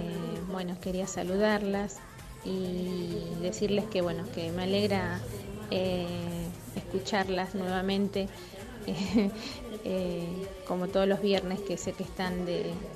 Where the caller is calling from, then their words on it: Quilmes, Buenos Aires Province, Argentina; Yo soy acá de Quilmes